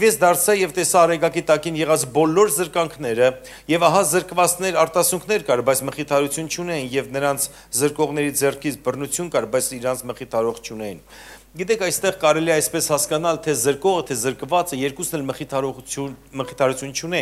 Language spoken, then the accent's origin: Armenian; Armenia; բացի ինձանից, որ ես Հայաստանից եմ եկել